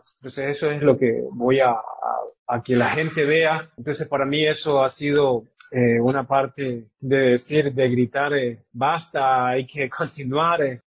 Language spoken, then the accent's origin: Spanish; Quinindé, Esmeraldas, Ecuador; soy artista propiamente quinindeño. Soy de Quinindet, en este caso pues me toca representar aquí a la provincia de Esmeraldas